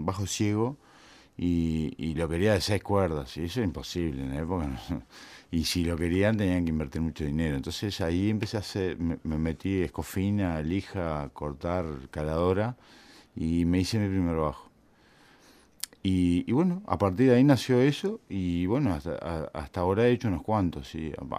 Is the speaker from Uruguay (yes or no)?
yes; Rivera, Uruguay; also born or lived in Montevideo; Yo nací en Bellavista, o sea, ahí, Plaza Cuba, a García y Boulevard Artigas. Pero en realidad viví 15 años en Rivera.